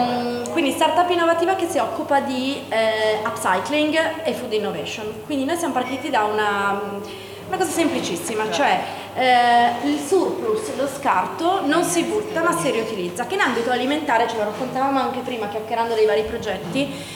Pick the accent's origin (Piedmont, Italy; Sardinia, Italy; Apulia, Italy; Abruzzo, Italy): Piedmont, Italy; Turin; per noi da torinesi è un po' un arrivare nella città dove insomma accadono tante cose